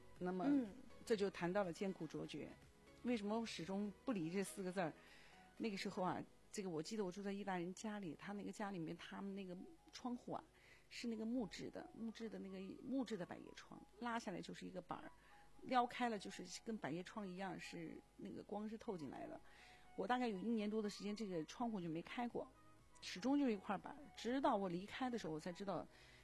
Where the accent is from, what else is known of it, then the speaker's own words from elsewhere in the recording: China; 因为作为一个中国人，到了那儿就是一个亚洲人啊。